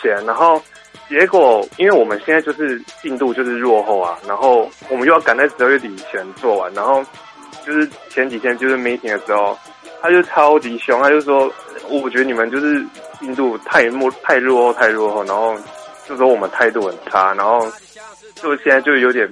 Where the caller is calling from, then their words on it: Taichung, Taiwan; 我是台中的